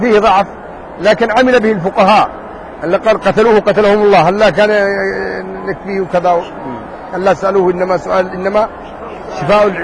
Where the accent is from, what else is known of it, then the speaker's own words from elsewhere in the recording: Yemen; قد مر عليكم الجدري رايتموه كان عندنا قديم كان موجود عندنا في اليمن زمان